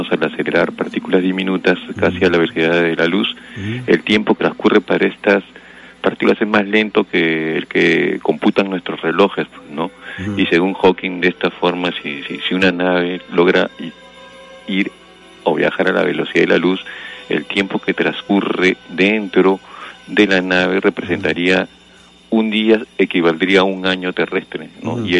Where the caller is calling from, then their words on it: Miraflores, Lima, Peru; De Miraflores